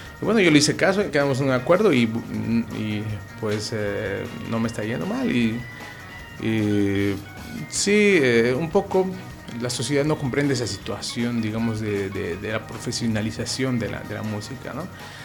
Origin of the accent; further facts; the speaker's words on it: Cochabamba, Bolivia; now in Santa Cruz, Bolivia; Sí, yo soy cochabambino de nacimiento, he vivido casi toda mi vida en Cochabamba. Llego acá a Santa Cruz por la situación esta de la carrera, ¿no?